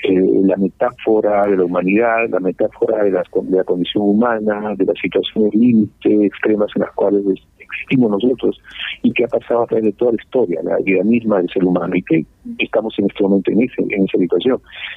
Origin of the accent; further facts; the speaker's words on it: Lima, Peru; born there; mis padres que son andinos, aunque yo nací en Lima, mi madre es quechua hablante, en la cultura del sur del Perú, el Cusco, el quechua, habla el quechua del sur, mi padre fue quechua hablante del centro